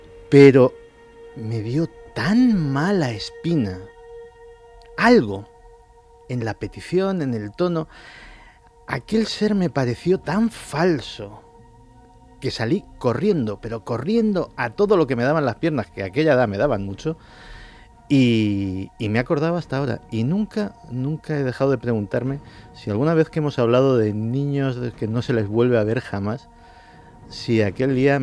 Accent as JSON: {"language": "Spanish", "town": "Madrid", "region": "Community of Madrid", "country": "Spain", "tie": "born or raised there", "said": "Yo me crié en Chamberí."}